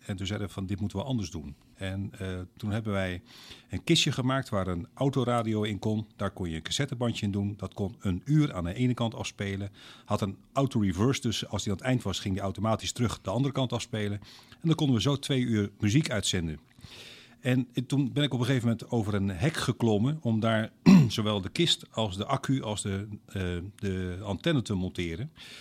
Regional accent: Groningen, Netherlands; also born or lived in Leeuwarden; ik ben op 7-jarige leeftijd vanuit mijn geboortestad Leeuwarden naar Groningen verhuisd.

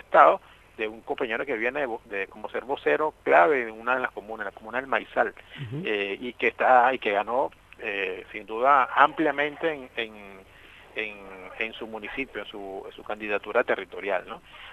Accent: Lara, Venezuela; yo soy del Estado Lara

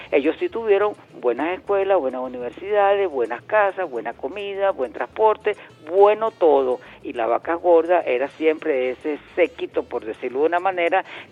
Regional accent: Venezuela; como venezolanos que somos

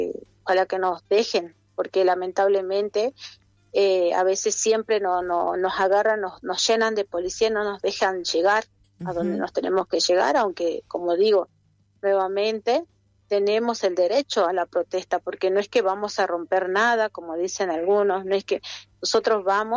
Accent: Argentina; Cuando les conviene, somos argentinos, y cuando les conviene, no somos argentinos.

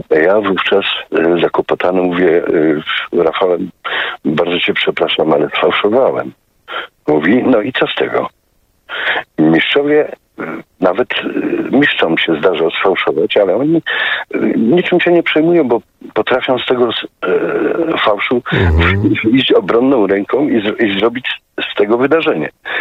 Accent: Tarnowskie Góry, Silesian Voivodeship, Poland; accent: Silesian; Ponieważ ja pochodzę z Górnego Śląska, z Tarnowskich Gór, to słowo bardzo często w naszej Gwarze Śląskiej jest używane.

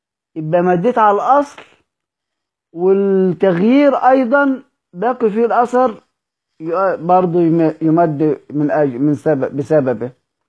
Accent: Egypt; يعني احنا مصريين مبوظين الهمزة خالص، يعني مش بننطقها

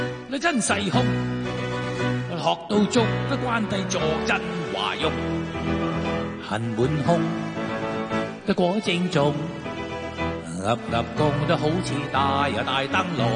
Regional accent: Hong Kong; 亦都寫正咗我哋香港人嘅即係我哋嘅國技嚟㗎嘛。

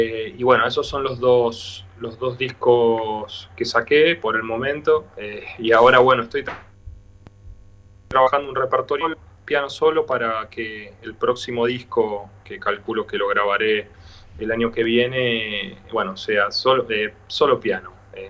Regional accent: Bahía Blanca, Buenos Aires Province, Argentina; now in Buenos Aires, Argentina; Yo soy de Bahía Blanca y estoy en Buenos Aires hace ya, creo que casi 12 años, 11, 12 años.

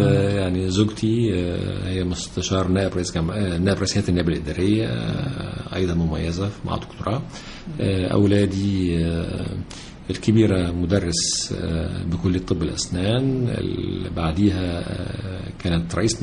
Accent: Egypt; مرتبطة بمستقبلنا كلنا كمصريين

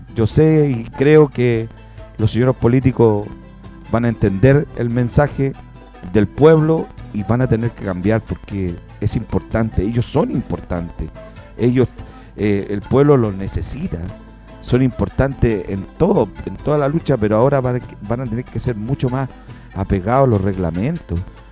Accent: Puente Alto, Santiago Metropolitan Region, Chile; a mi país también, y a mi tierra, y a mi Puente Alto.

